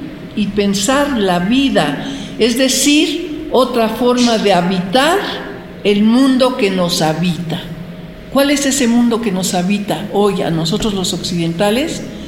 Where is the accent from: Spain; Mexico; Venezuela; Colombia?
Mexico; esta cultura desconocida para la mayoría de los mexicanos, somos mexicanos.